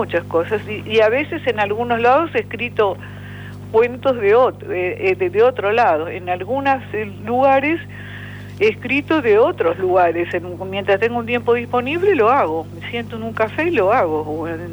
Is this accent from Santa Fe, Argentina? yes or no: no; Moreno, Buenos Aires Province, Argentina; born there; Nací en Moreno, sí.